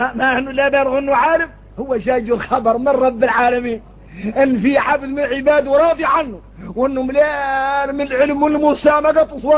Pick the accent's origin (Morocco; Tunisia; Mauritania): Mauritania; احنا موريتاني